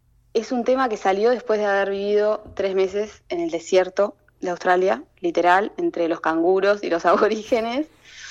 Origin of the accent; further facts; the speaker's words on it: Melo, Cerro Largo, Uruguay; also born or lived in Rivera; now in Montevideo, Uruguay; Bueno, yo soy nacida en Cerro Largo, en Melo. Viví, bueno, la mayor parte de mi vida ahí, pero también viví en Rivera unos años antes de irme a Montevideo a estudiar.